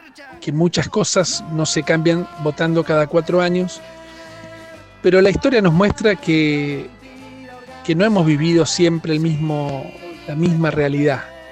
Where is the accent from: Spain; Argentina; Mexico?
Argentina; Los Coihues, Río Negro; soy de Los Coihues.